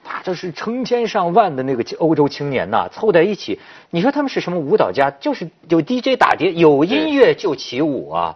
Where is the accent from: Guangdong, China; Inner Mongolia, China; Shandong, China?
Inner Mongolia, China; 就像咱们内蒙古人，就是一喝酒就唱起来了。